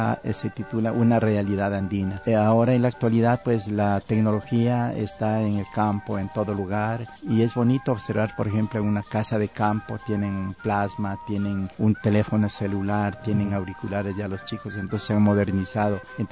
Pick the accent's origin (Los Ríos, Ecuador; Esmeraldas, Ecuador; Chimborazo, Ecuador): Chimborazo, Ecuador; Guamote; now in Riobamba, Ecuador; como son los carnavales de mi tierra, de Huamote. Pero también yo ahora estoy radicado en la ciudad de Riobamba